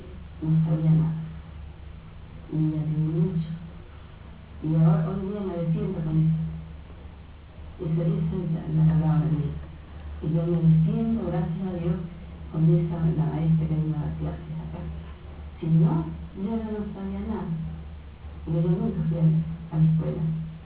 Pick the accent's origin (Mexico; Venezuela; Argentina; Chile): Chile; born there; Yo nací en Chile. Nací el 26 de febrero, de 1940. Ya soy vieja.